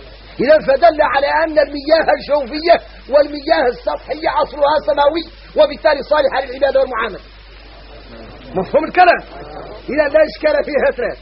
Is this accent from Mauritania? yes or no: yes; Mauritania; احنا موريتاني عندنا عقلية عويليلة ما هي صالح